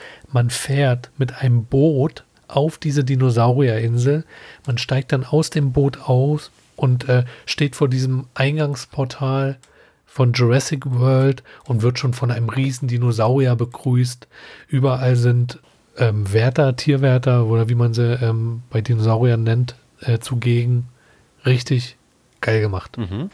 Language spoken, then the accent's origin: German; Berlin, Germany; Ich bin in Schöneweide groß geworden.